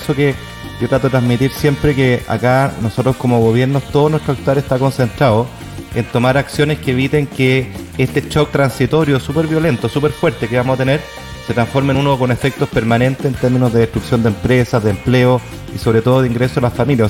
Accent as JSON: {"language": "Spanish", "country": "Chile", "said": "acá se nos vienen como chilenos meses muy, muy difíciles."}